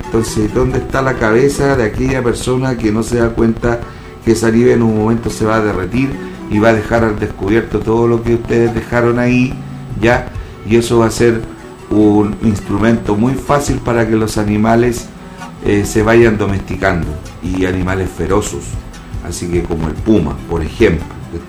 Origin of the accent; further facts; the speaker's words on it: Chile; Pásenlo bien si somos chilenos, y eso no nos quita nadie.